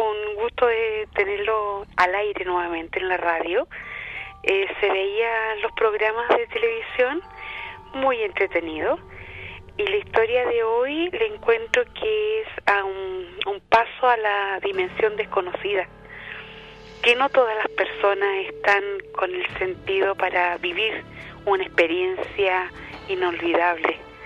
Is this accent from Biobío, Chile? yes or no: no; Viña del Mar, Valparaíso, Chile; te voy a poner que soy de Viña para que sepas que soy yo